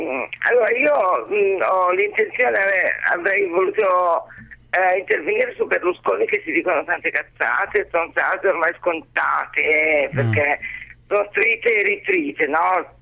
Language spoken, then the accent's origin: Italian; Pavia, Lombardy, Italy; sono di Pavia di origine